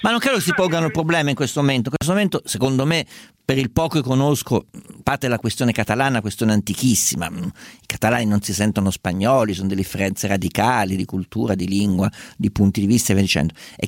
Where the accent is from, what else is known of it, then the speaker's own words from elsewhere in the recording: Perugia, Umbria, Italy; born there; sono nato a Perugia che sta al centro